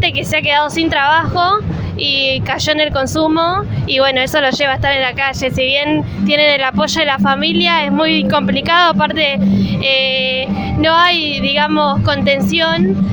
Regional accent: Caseros, Buenos Aires Province, Argentina; yo soy de Caseros, ahí tenemos un merendero

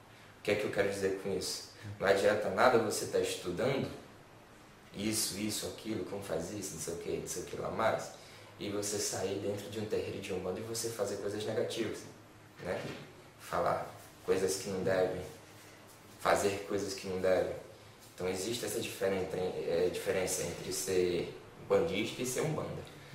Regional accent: Brazil; accent: paulista; o meu sotaque é mais próximo do pessoal paulista mesmo

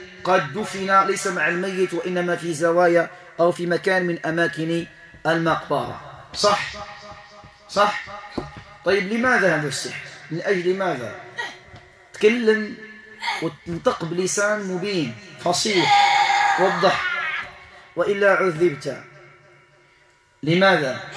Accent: Morocco; وهذا يقع كثيرا عندنا في المغرب

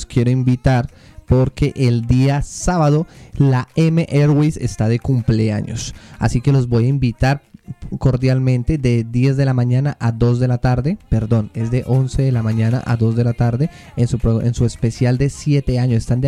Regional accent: Pereira, Risaralda, Colombia; En Colombia, yo soy de Pereira.

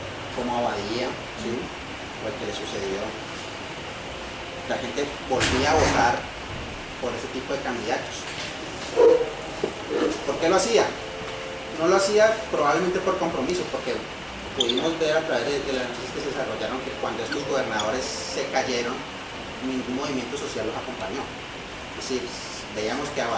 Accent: Cali, Valle del Cauca, Colombia; vamos a pensarnos como caleños y como empresarios caleños

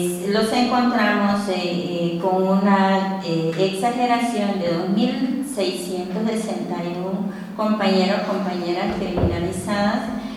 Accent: Honduras; Soy de Honduras

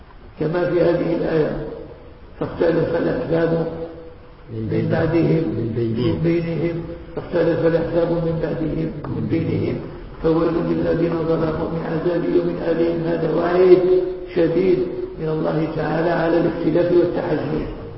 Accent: Morocco; إحنا مغاربة

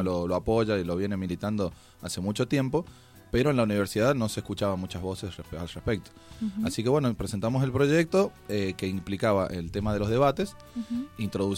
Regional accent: San Juan, Argentina; yo soy sanjuanino y en San Juan no pasa lo mismo

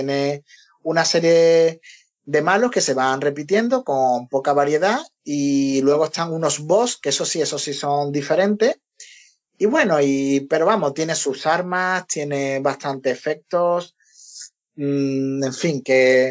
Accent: Spain; como éramos españoles y querían contar con nosotros para el futuro también

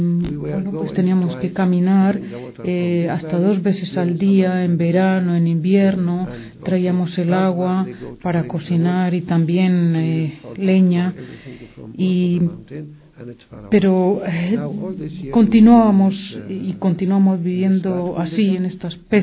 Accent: Dheisheh, West Bank, Palestine; Para explicar un poco cómo surgió Deisha, el campo de Deisha, de donde vengo yo

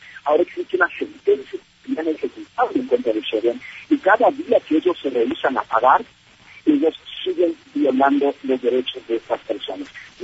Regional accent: Ecuador; porque somos ecuatorianos

